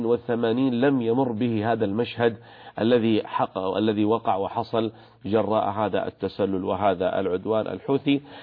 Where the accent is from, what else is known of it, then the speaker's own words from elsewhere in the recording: Saudi Arabia; بلادنا المملكة العربية السعودية تعشق الأمن والسلام وحسن الجوار